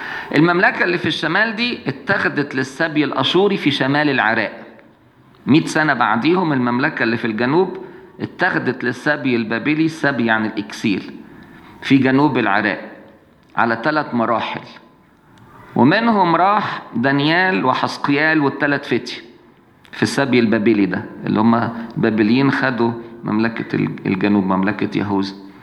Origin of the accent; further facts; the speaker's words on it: Egypt; عشان يضايقونا احنا كمصريين